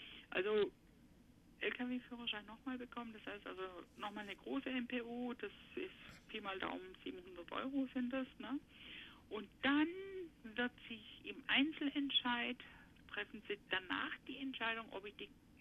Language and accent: German; Izmir, İzmir, Turkey; now in Germany; Wir kommen ja aus der Großstadt in Izmir, ne, also in der Türkei. Und was wir hier auf dem Land machen, also wir fühlen uns so wie Stadtmenschen ins Dorf verschleppt.